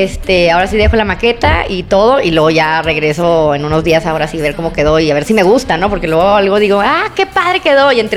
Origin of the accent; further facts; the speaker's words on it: Monterrey, Nuevo León, Mexico; Es que yo no sé, yo vengo de Monterrey